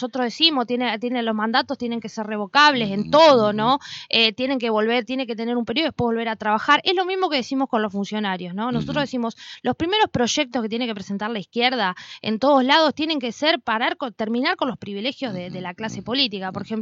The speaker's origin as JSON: {"language": "Spanish", "town": "Paraná", "region": "Entre Ríos", "country": "Argentina", "said": "yo vengo de Paraná, no vivo en Paraná"}